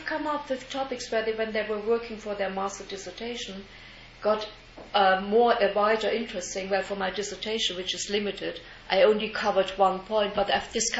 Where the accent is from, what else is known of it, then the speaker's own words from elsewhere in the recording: Germany; English is a second language; But I grew up in East Germany, and East Germany, everybody at school had to learn Russian, which was obligatory as the first language.